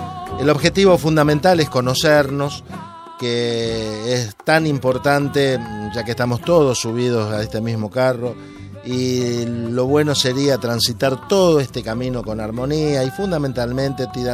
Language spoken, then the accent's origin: Spanish; Argentina; now in Spain; aquí en España, nosotros, los que venimos de Argentina, es como que nos encontramos con un algo que está muy, pero muy en los informativos.